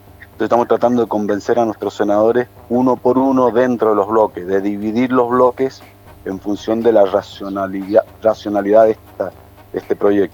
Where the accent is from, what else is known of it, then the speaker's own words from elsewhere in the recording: San Carlos, Mendoza, Argentina; mi pueblo, digo, en el centro, en el corazón de la provincia de Mendoza, en San Carlos